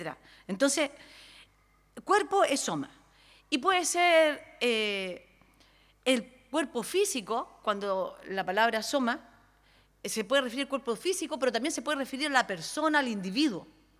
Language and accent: Spanish; Valparaíso, Chile; sobre todo los que somos acá de Valparaíso, Viña del Mar, Casablanca